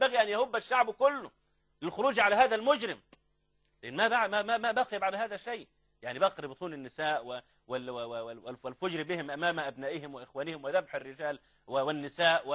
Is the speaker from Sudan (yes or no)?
no; Egypt; ده في كامب ديفيد عندنا في مصر